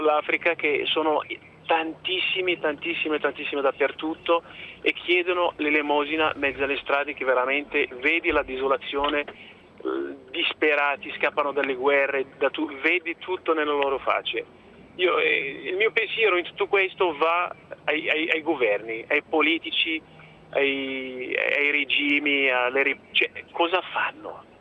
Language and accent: Italian; Morocco; così ve lo dico da proprio marocchino